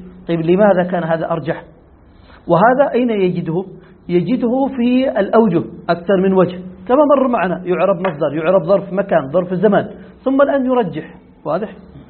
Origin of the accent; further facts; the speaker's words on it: Yemen; ونحن نقول هذا مستعمل عندنا في اليمن كثير،